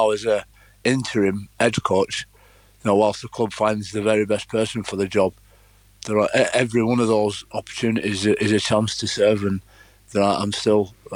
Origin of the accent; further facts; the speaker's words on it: Leeds, Yorkshire and the Humber, United Kingdom; wanting to pay it forward to that community that I grew up in and around Leeds.